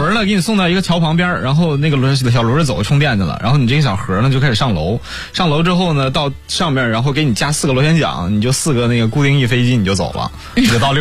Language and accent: Chinese; Heilongjiang, China; 我那口音不太像黑龙江是吗？